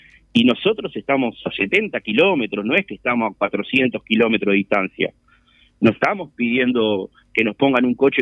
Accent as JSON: {"language": "Spanish", "town": "San Luis", "region": "Canelones", "country": "Uruguay", "said": "acá a 4 kilómetros de San Luis, de donde soy yo, que acá en San Luis el tema más afectado es por el 712"}